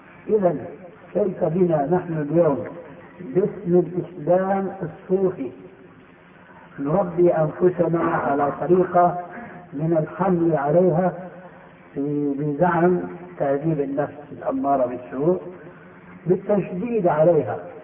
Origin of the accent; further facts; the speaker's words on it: Syria; بعض العلماء عندنا في سوريا